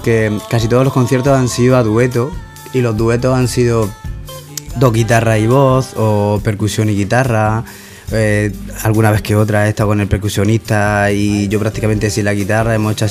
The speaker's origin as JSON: {"language": "Spanish", "town": "Granada", "region": "Andalusia", "country": "Spain", "tie": "born or raised there", "also_born_or_lived": "Catalonia", "lives_now": "Murcia, Spain", "said": "aparte de que soy catalán de nacimiento, criado en Granada y terminado de rematar de cría aquí en Murcia"}